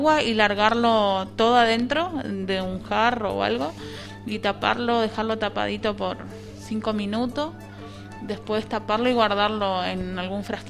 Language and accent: Spanish; San Vicente, Misiones, Argentina; born there; Nací en Misiones. Ah. O sea, el lugar donde nací es San Vicente de Misiones, que es el cuarto municipio de la capital, que es Posada.